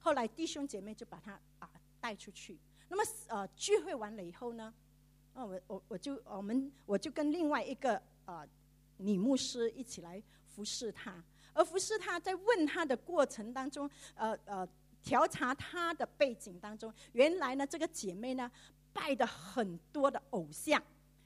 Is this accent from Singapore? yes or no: yes; Singapore; 我自己本身呢是长老会在新加坡长大的